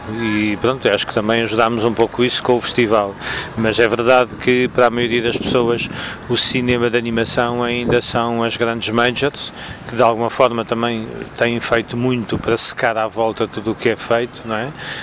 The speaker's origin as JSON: {"language": "Portuguese", "country": "Portugal", "tie": "born or raised there", "said": "em Samora Correia, na Casa da Criança, da Biblioteca Fixa, que foi a primeira biblioteca fixa a ser criada em Portugal, na minha terra natal"}